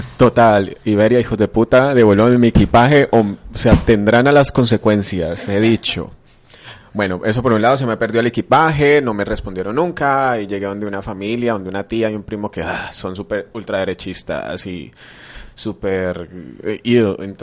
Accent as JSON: {"language": "Spanish", "town": "Cali", "region": "Valle del Cauca", "country": "Colombia", "said": "Cali es una ciudad, como el mismo nombre lo dice, Cali es una ciudad caliente"}